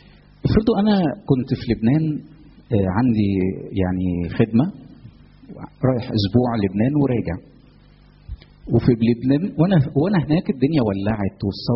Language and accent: Arabic; Egypt; انا مصري، يعني انا الدنيا عندي هاديه، ما فيش حاجه، يعني في مصر ما فيش مشاكل.